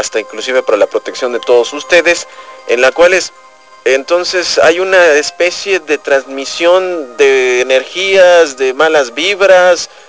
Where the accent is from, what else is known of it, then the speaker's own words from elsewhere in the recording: Mexico; cumplir como buenos mexicanos y escuchar el himno nacional